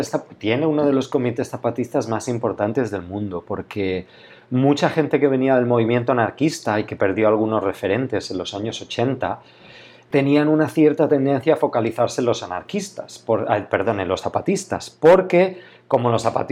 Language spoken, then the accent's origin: Spanish; Barcelona, Catalonia, Spain; Pues yo desde siempre soy de Barcelona, soy de un barrio obrero con un tejido asociativo muy fuerte desde los años 60 y 70.